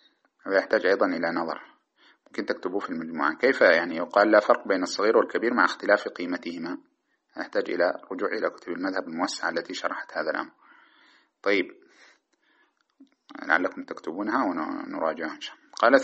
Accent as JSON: {"language": "Arabic", "country": "Sudan", "said": "ماذا تسمى عندنا في السودان تعرفونها"}